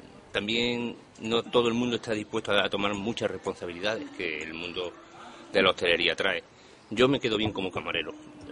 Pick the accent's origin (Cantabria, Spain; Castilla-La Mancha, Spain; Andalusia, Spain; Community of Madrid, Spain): Andalusia, Spain; Jerez de la Frontera; born there; now in Playa Blanca, Spain; yo nací en Jerez de la Frontera, Cádiz.